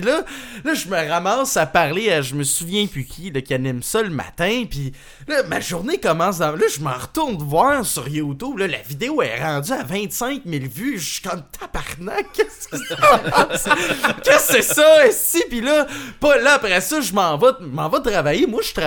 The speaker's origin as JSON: {"language": "French", "town": "Sainte-Martine", "region": "Quebec", "country": "Canada", "said": "moi je viens de la campagne, je viens de Sainte-Martine, qui est comme un peu plus loin que Châteauguay, l'autre bord du pont Mercier, là, dans le fin fond du trou du cul du monde entier"}